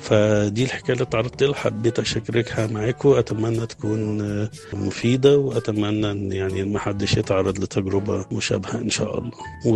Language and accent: Arabic; Cairo, Cairo Governorate, Egypt; أنا من القاهرة، بشتغل في مجال المعونات الدولية، والمشروعات التنموية، وشغلي كله في بلاد خارج مصر